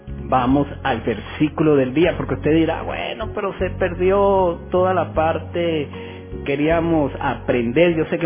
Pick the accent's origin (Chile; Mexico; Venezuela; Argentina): Venezuela; todos los venezolanos somos italianos prácticamente